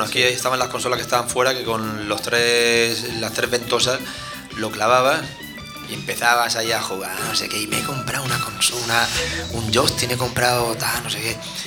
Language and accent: Spanish; Yecla, Region of Murcia, Spain; en la feria de septiembre de mi pueblo, de Yecla, pues ponían también una sala recreativa en la calle